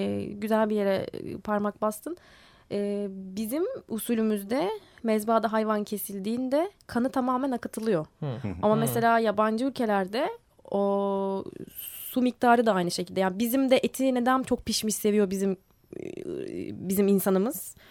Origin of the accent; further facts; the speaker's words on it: Istanbul, Turkey; Hani orada ikamet ediyorum ama bir evim İstanbul. Sonuçta burada doğdum büyüdüm. Ama orada yaşıyorum şu anda.